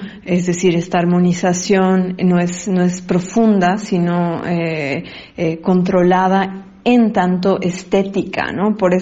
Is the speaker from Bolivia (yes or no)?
yes; Bolivia; como espectadores bolivianos podemos sentir que es un síntoma de una especie de progreso en el cine boliviano